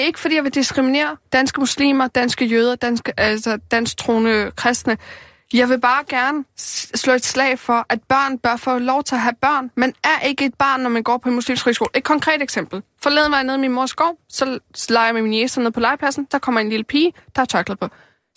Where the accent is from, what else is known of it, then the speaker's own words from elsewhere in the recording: Amager, Capital Region of Denmark, Denmark; hun bor derude på Amager, hvor jeg voksede op.